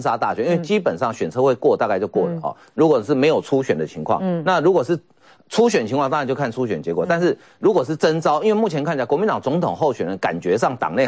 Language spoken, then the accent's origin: Chinese; Miaoli County, Taiwan; 这我故乡的县长，这一定要讲一下哈。他苗栗县长八年任内负债增加600多亿